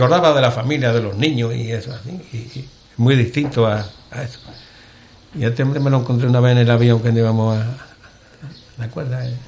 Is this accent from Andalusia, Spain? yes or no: yes; Ubrique, Andalusia, Spain; A mí me preguntan por Ubrique, me dicen que es esto, eso, y lo pongo por las nubes.